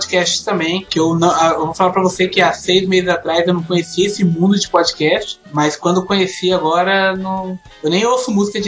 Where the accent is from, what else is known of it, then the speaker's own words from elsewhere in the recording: Hortolândia, São Paulo, Brazil; Sou de Hortolândia, interior de São Paulo, não sei se vocês conhecem, né? Fico lá de Campinas.